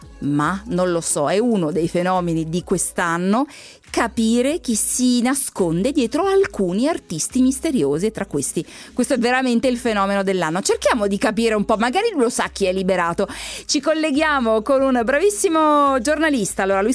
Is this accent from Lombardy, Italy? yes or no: yes; Lombardy, Italy; io sono brianzola, non è che proprio frequento tantissimo il napoletano.